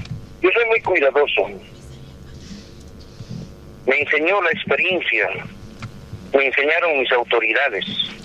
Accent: Potosí, Bolivia; Nosotros también como dirigentes no nos gustaría confrontarnos, somos potosinos

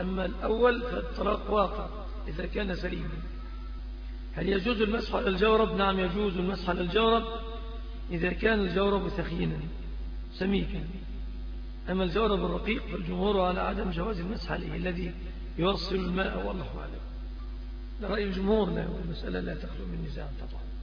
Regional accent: Egypt; المنكر الذي عم وطغى في بلادنا مصر

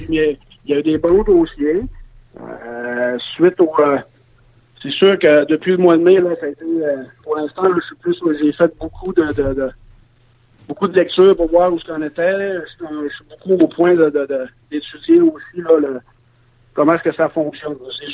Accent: Saguenay, Quebec, Canada; moi, je viens du Saguenay, dans le haut du lac, ils ont une autre réalité aussi des distances.

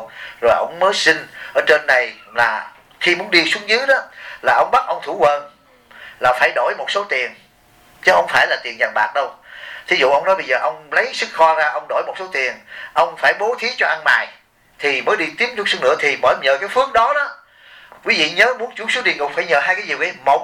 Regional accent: Bien Hoa, Dong Nai, Vietnam; tôi cũng là dân Biên Hòa

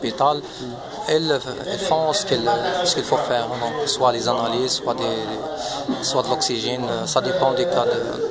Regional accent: Morocco; now in Belgium; de l'OLB. Donc, je suis marocain, j'ai 28 ans. Donc, je suis en Belgique depuis 2005.

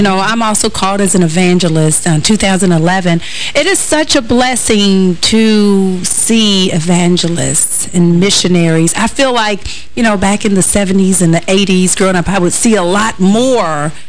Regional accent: River Rouge, Michigan, United States; I remember being a little girl and we had some evangelists traveling through my hometown of River Rouge, Michigan.

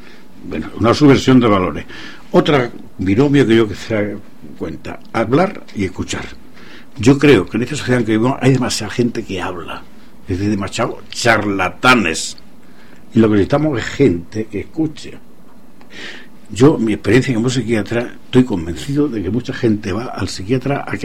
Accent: Andalusia, Spain; yo soy andaluz y la palabra que yo dije fue multinacionales

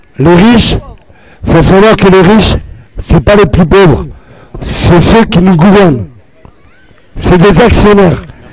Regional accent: Paris, Île-de-France, France; born there; Je suis à la rue. Je suis français. Je suis né en France, Paris 14e.

